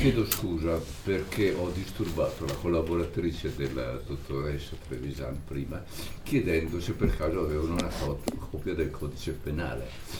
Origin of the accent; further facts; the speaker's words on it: Reggio Emilia, Emilia-Romagna, Italy; born there; anch'io sono nato a Reggio Emilia